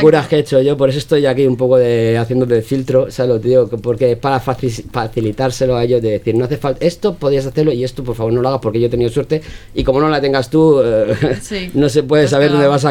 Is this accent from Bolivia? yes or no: no; Spain; soy español, tengo pasaporte español